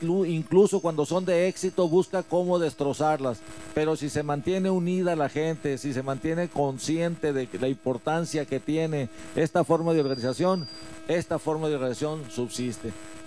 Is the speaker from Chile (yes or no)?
no; Hermosillo, Sonora, Mexico; yo soy de Hermosillo, estoy ahí trabajando